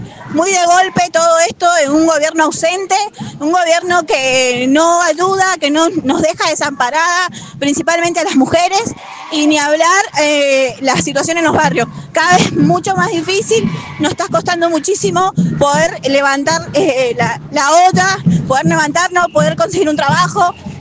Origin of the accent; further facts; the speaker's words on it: Lavalle, Argentina; soy del departamento de La Valle, pertenezco a Libres